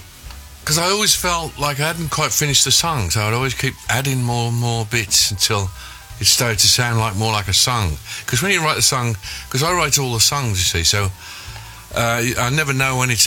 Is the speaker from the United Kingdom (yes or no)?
yes; Birmingham, West Midlands, United Kingdom; Well, I'm from Birmingham, so you don't get to do it much from there.